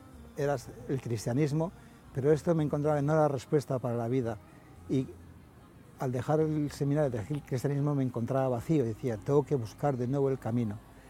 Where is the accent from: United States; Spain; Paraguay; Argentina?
Spain; Arrasate, Basque Country; born there; also born or lived in Granada; nací en Arrasate, provincia de Guipúzcoa, en 1950. En 1982 me hice musulmán en Granada, donde viví durante unos años.